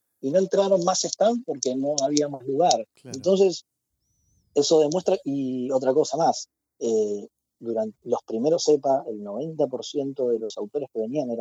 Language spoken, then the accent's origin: Spanish; Mar del Plata, Buenos Aires Province, Argentina; born there; Yo nací acá en Mar del Plata en el año 88